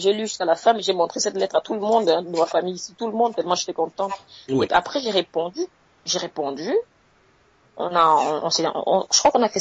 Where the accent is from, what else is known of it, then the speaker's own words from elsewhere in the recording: Cameroon; now in Switzerland; c'est l'équivalent du bac chez nous au Cameroun.